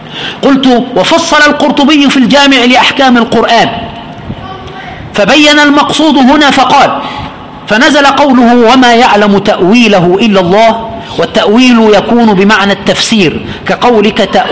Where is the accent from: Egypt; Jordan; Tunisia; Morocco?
Egypt; عند الجميع عندنا في مصر